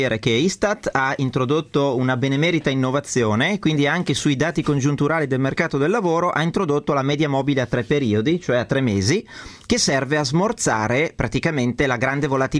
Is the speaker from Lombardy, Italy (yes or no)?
yes; Milan, Lombardy, Italy; parlando da milanese, anche un po' imbruttito, no?